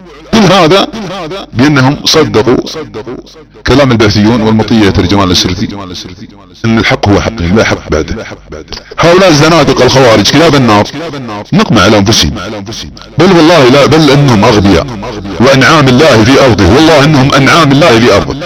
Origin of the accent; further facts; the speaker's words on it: Saudi Arabia; accent: Saudi; على لهجتنا السعودية